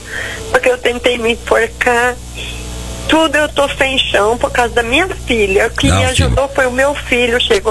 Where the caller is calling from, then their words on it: Rio Brilhante, Mato Grosso do Sul, Brazil; De Rio Brilhante, Mato Grosso do Sul.